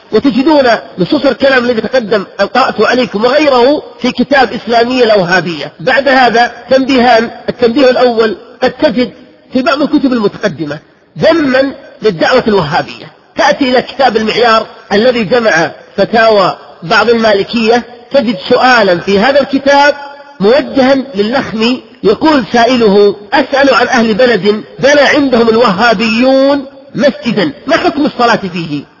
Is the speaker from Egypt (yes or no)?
no; Najd, Saudi Arabia; ممن نشأوا في بلادي نجد بالتحديد